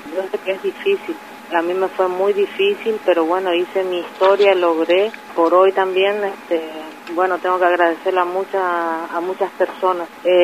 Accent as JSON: {"language": "Spanish", "town": "Pampa del Indio", "region": "Chaco", "country": "Argentina", "said": "nosotros somos de Pampa del Indio"}